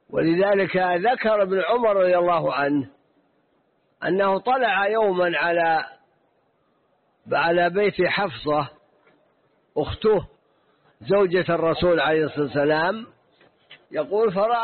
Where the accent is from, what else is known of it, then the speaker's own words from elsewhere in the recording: Najd, Saudi Arabia; فلا بد أن يكون مثلا عندنا في نجد